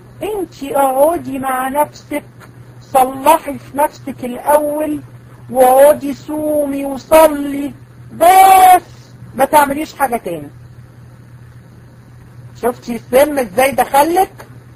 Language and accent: Arabic; Egypt; المرجئة دول موجودين عندنا في مصر؟ احنا في الحقيقة هدير يعني عندنا منهم كتير جدا.